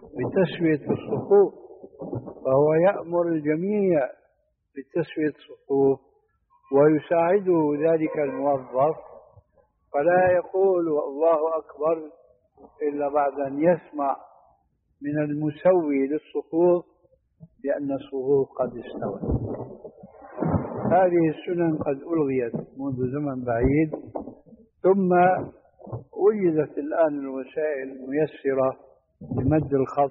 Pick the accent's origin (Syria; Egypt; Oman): Syria; هذه عندنا في الشام في سوريا مشهور هذا الحديث، وجئت هنا وسمعته أيضا وهكذا.